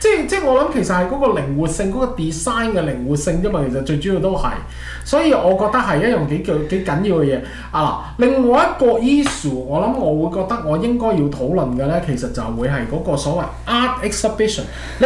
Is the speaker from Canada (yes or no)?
yes; Canada; 因為我哋加拿大人，我有時避唔到啲英文啦